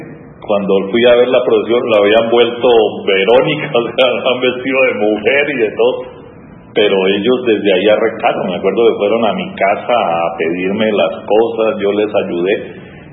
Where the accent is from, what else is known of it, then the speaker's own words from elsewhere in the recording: Popayán, Cauca, Colombia; Nosotros, el que nos criamos en Santa Inés, todas las noches se hacía en una cuadra la novena y cada uno trataba de superar al otro.